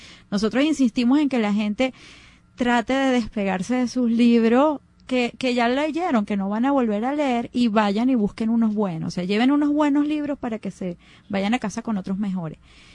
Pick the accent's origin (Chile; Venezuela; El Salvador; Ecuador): Venezuela; Caracas, Capital District; somos los mismos caraqueños, los mismos venezolanos